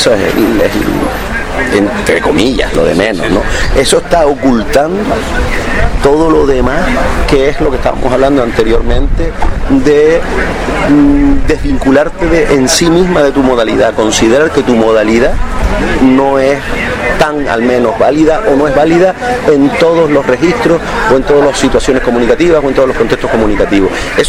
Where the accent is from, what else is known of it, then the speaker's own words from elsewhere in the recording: Canary Islands, Spain; soy canario porque hablo así, fundamentalmente porque hablo así